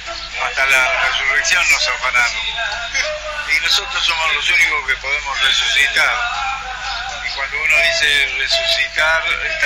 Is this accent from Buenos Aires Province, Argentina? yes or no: no; Mendoza, Argentina; moved away; Estoy siempre ligado a Mendoza, por ejemplo, diariamente.